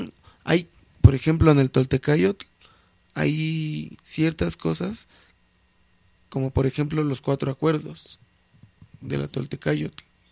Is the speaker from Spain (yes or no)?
no; Mexico; a nosotros como mexicanos o americanos sí nos desprecian en otros lugares.